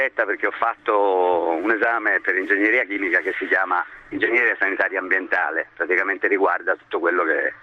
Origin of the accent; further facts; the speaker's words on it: Florence, Tuscany, Italy; sono di Firenze